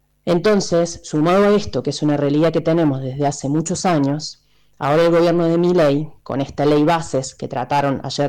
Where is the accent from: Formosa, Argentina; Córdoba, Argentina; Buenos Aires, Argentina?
Córdoba, Argentina; Villa Carlos Paz; soy de Carlos Paz